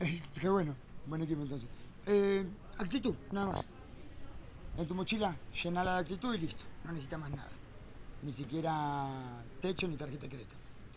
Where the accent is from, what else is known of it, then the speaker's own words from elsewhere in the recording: Argentina; now in Colombia; En 9 años, ya soy colombo argentino, gracias a Dios.